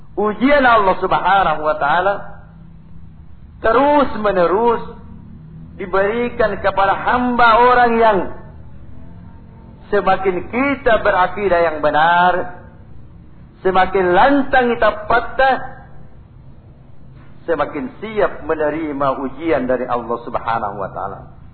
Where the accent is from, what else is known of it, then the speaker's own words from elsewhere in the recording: South Sulawesi, Indonesia; Karena kita ini Bugis Makassar.